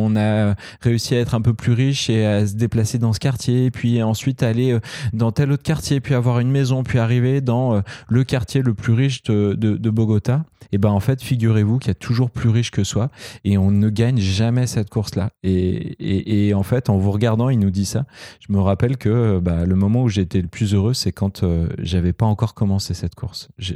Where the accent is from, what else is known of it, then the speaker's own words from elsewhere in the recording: France; même si nous, en tant que Français, on appuie sur un bouton, on rentre chez nous